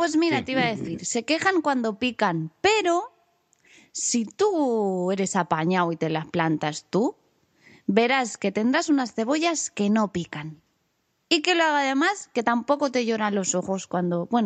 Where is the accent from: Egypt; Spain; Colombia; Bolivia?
Spain; Catalonia; Sí, pero a los catalanes no nos gana nadie de cabezones también